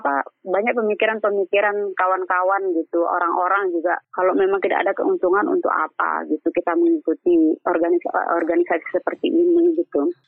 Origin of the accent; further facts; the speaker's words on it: East Lombok, West Nusa Tenggara, Indonesia; Karena kebetulan saya juga kan dari Lombok Timur gitu.